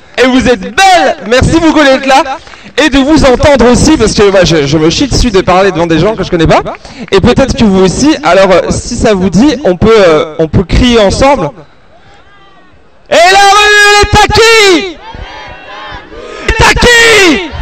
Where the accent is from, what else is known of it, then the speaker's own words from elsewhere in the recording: Auvergne-Rhône-Alpes, France; je viens de Haute-Savoie.